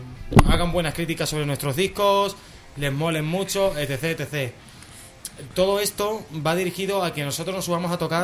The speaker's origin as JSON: {"language": "Spanish", "country": "Spain", "said": "Pero aquí en España tenemos siempre ese pequeño matiz, que me duele decirlo porque es mi tierra"}